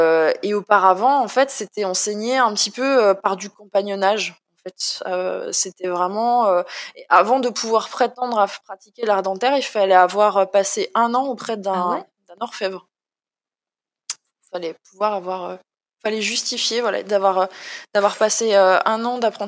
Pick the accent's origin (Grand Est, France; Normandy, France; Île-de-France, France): Grand Est, France; C'est pas du tout parce que je suis chauvine et que je suis Lorraine